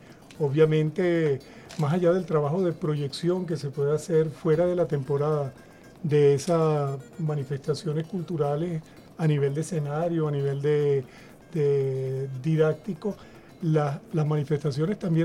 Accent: Caracas, Capital District, Venezuela; born there; De familia oriental. Nací en Caracas, pero soy de familia oriental.

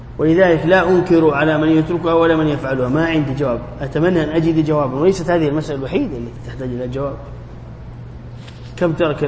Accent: Jeddah, Makkah Province, Saudi Arabia; عندنا في جدة يعني دمهم خفيف ومستعجلين

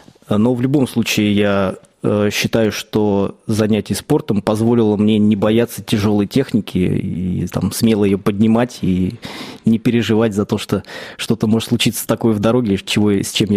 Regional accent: Palekh, Ivanovo Oblast, Russia; Я сам родился в Палихе.

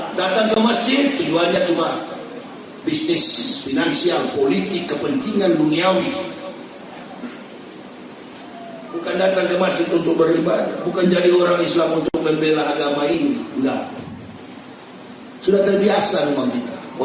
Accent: Manado, North Sulawesi, Indonesia; kami Manado, orang asli Manado itu gak ada yang Islam.

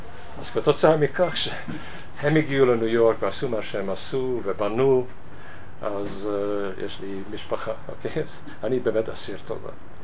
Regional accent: Budapest, Hungary; moved away; המשפחה שלי, אבא ואמא ואחותי, ברחנו מבודפשט, אני נולדתי שם, גרתי שם, רק אמא שלי מבוינהד. אנחנו הגענו לניו יורק

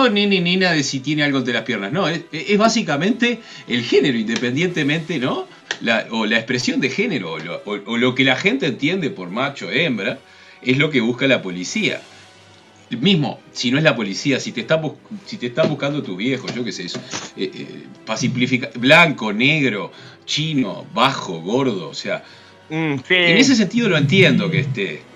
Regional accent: Uruguay; En Uruguay, yo desde que tengo uso de razón

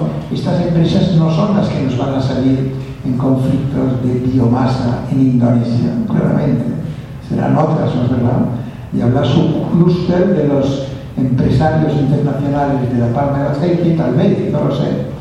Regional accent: Catalonia, Spain; first language Catalan; Spanish is a second language; yo soy indígena catalán porque hablo catalán, de lengua materna

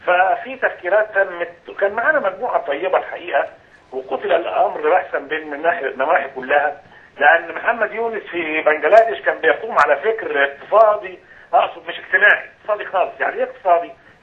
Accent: Egypt; المفروض ان دورنا كلنا كمصريين من اجل بلدنا

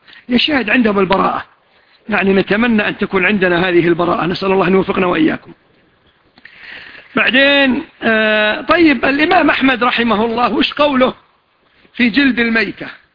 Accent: Kuwait; وشاف الباص كويتي وحنا كلنا كويتيين

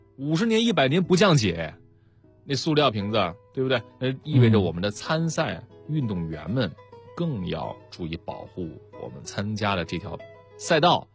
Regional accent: Beijing, China; 我们生活成长在北京的一种热爱

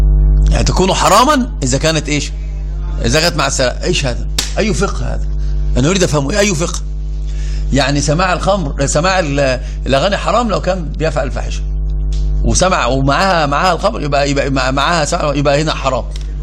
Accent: Egypt; وإحنا عندنا في مصر، أنا سأترجم المثل باللغة العربية، في مصر عندنا يقولون إيش؟

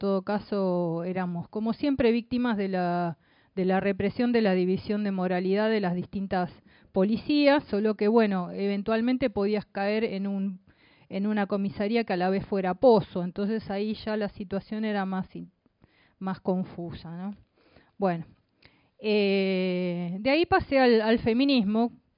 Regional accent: Buenos Aires, Argentina; born there; por línea materna soy uruguaya también. Soy argentina y soy uruguaya. Nací en Buenos Aires.

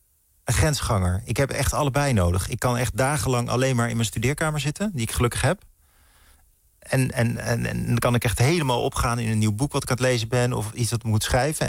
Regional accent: Utrecht, Netherlands; now in Amsterdam, Netherlands; Mijn familie wijst al naar de omgeving Amersfoort en Hilversum. En daar ging ik naar school. Toen ging ik studeren. Toen kom ik in Amsterdam. Daar woon ik nu in de buurt.

